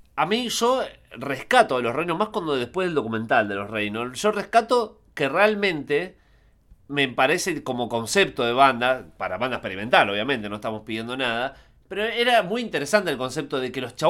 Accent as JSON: {"language": "Spanish", "town": "Zárate", "region": "Buenos Aires Province", "country": "Argentina", "said": "No, yo soy de Zárate. Bueno, que estoy más cerca que vos."}